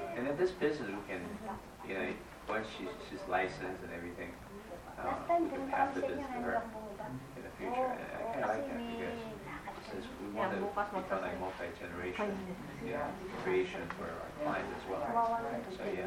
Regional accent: Taiwan; I'm from Taiwan, yeah.

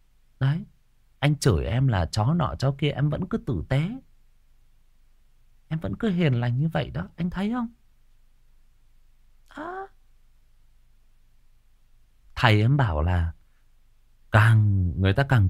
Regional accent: Northern Vietnam, Vietnam; xin phép tôi là người miền Bắc và tôi tự nhận nó

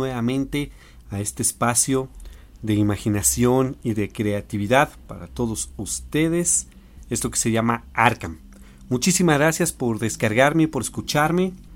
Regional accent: Mexico; Nosotros somos de México y también aprovecho para darle un saludo a toda la República Mexicana

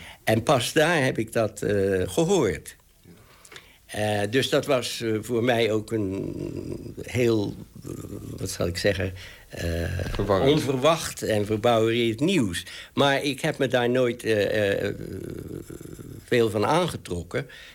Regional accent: Netherlands; En dus ik ben helemaal opgevoed als een Nederlander, eigenlijk. Hoewel we hadden Engelse nationaliteit.

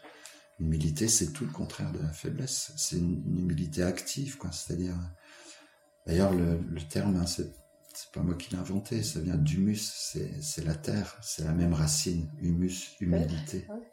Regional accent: Nancy, Grand Est, France; born there; Alors moi, je ne suis pas né dans les Vosges, je suis né à Nancy.

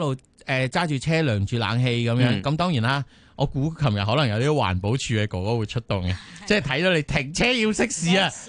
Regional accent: Hong Kong; 我哋三個都係土生土長嘅香港人啦。

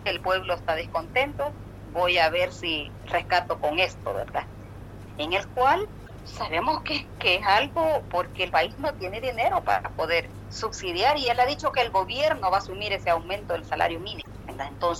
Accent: El Salvador; nosotros como pueblo salvadoreño deseamos

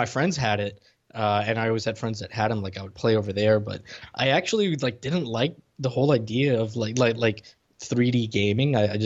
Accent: Puerto Rico; So I grew up in Puerto Rico

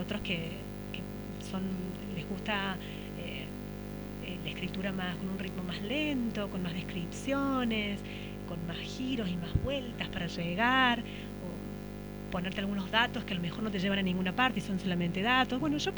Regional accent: Villa Allende, Córdoba, Argentina; Yo soy de Villa Allende

